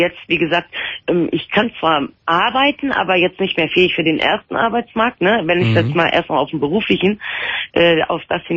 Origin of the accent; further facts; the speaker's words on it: North Rhine-Westphalia, Germany; now in Aachen, Germany; weil ich komme aus dem Raum Düsseldorf